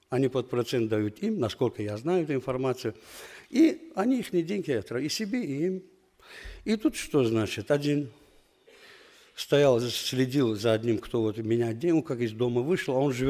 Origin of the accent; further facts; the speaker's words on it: Qusar, Qusar District, Azerbaijan; я тоже из Азербайджана, из севера Азербайджана, город Кусары. Она находится в приграничной зоне с Дагестаном, с Россией.